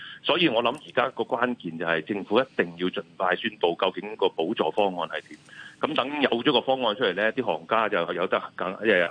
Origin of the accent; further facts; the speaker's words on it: Hong Kong; 即係屋企雖然我哋香港人唔係好大啊